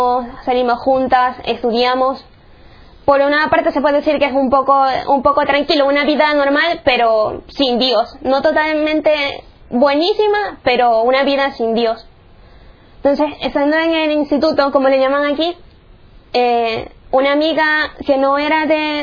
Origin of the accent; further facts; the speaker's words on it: Chone, Manabí, Ecuador; born there; soy de Ecuador, nací en Choña, en la costa de Ecuador.